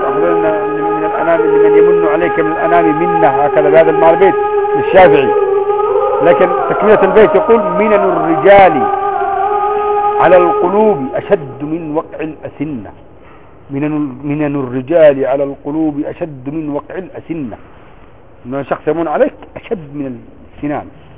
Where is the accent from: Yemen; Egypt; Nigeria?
Yemen; الماء الكبير بريالين القارورة الكبير هذه اللي يبيعها بخمسة ريال خمسة ريال عندنا في اليمن مثلا بكم بثمانين ريال